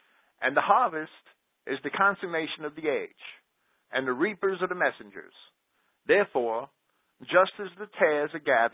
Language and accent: English; Jersey City, New Jersey, United States; Well, I grew up with them. I grew up in Jersey City, right in the middle.